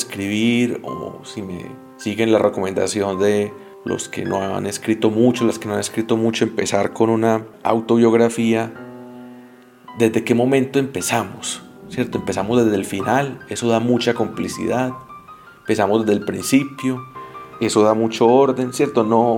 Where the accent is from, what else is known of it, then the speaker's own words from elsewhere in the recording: Colombia; como colombianos conocemos muy bien